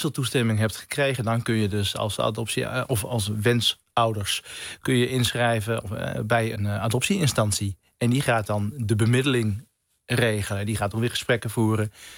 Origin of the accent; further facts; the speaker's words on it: India; Ik kom zelf uit India.